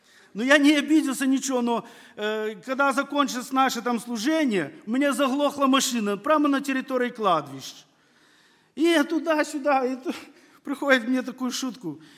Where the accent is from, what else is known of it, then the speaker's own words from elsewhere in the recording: Belarus; Практически я вырос в Беларуси, в лесах, я знаю, где какие грибы.